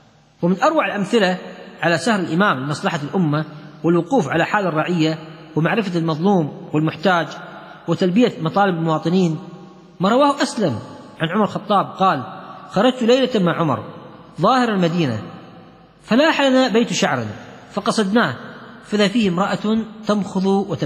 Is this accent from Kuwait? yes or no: yes; Kuwait; لا عيب عندنا في الكويت.